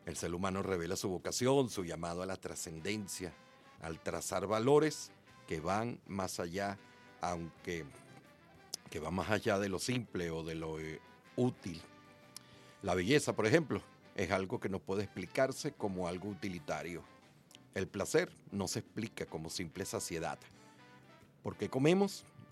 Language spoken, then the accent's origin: Spanish; Venezuela; que somos latinoamericanos, que somos venezolanos, venezolanas